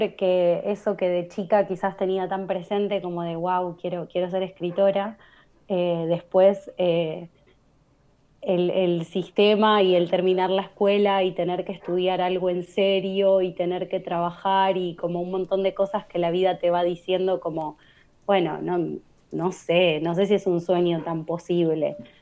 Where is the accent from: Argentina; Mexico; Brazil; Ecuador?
Argentina; Lomas de Zamora, Buenos Aires Province; Me crié en Santa Marta, en Lomas de Zamora, entre Santa Marta y Villa Independencia, que son los barrios pegaditos. Y es como, bueno, soy de ahí en realidad, pero actualmente estoy viviendo en Avellaneda. Estuve en Sarandí el año pasado